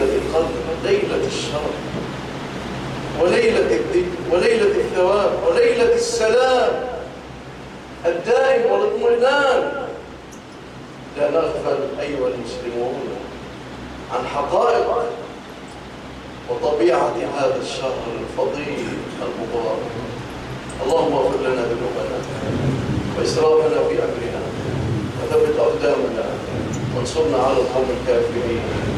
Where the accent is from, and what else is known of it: Egypt